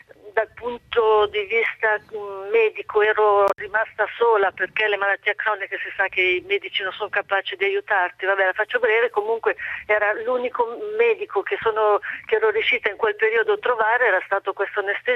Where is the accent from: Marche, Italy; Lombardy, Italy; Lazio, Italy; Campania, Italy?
Lombardy, Italy; Paderno Dugnano; io sono di Paderno Dugnano, qua c'è una clinica